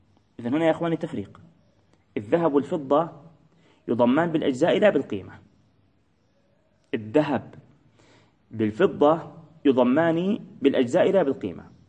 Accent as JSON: {"language": "Arabic", "country": "Palestine", "said": "إحنا عندنا في فلسطين مثلا نقول أجورة"}